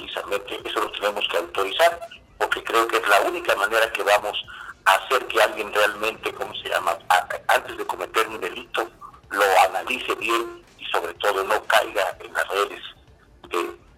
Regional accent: Poza Rica, Veracruz, Mexico; es un gusto saludarte y a todos los que escuchas allá en mi ciudad Poza Rica, y desde luego toda la zona norte del estado

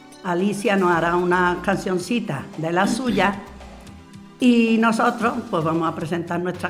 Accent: Andalusia, Spain; celebrar nuestra región y que somos andaluces y cantaremos las canciones de Andalucía

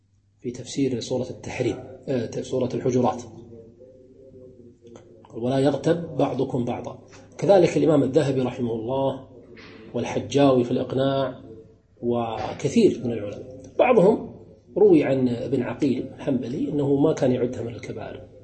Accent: Kuwait; مثلا ككويتيين ليس من المروءة أن تدخل العرس بثوب بدون أن تغطي رأسك

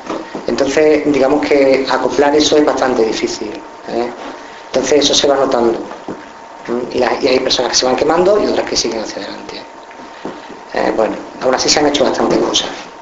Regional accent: Andalusia, Spain; es que entre que soy andaluz y estoy resfriado, pues vale.

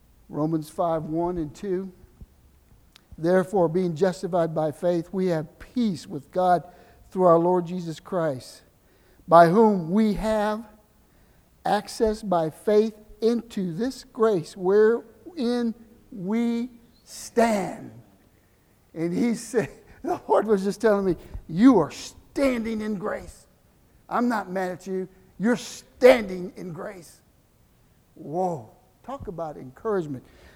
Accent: Galveston, Texas, United States; born there; I was born near Galveston, so it's like a wave of grace.

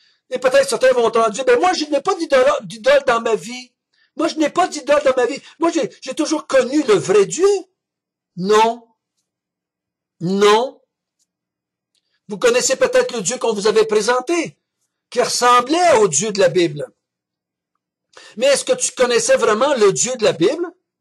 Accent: Quebec, Canada; born there; Moi, je suis né au Québec en 1950, donc j'ai été élevé dans une famille catholique.

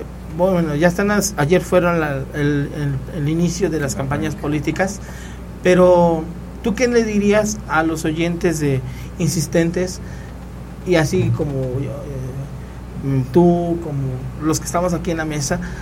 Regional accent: Mexico; como ciudadanos, no miembros, como ciudadanos mexicanos, debemos.

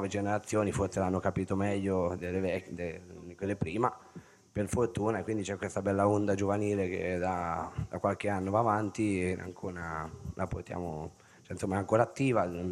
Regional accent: Ancona, Marche, Italy; sono di Ancona

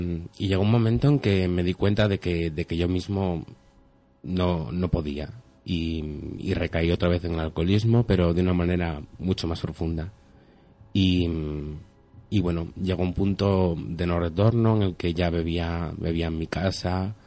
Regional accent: Torrelavega, Cantabria, Spain; yo tengo 27 años y … soy de aquí de la zona de Torlavega.

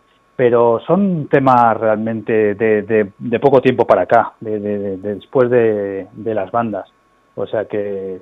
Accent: Seville, Andalusia, Spain; now in Madrid, Spain; Soy sevillano, sí. Yo vivo en Vallecas ahora hace mucho tiempo, pero yo nací en Sevilla

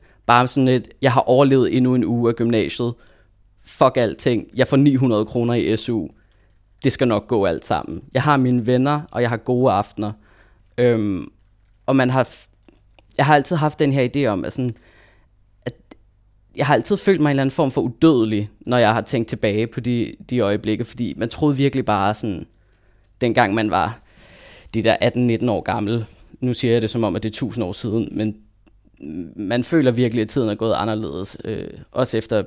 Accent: Copenhagen, Capital Region of Denmark, Denmark; now in Aarhus, Denmark; Fordi nu bor jeg i Aarhus. Jeg er født og opvokset i København, men nu bor jeg i Aarhus.

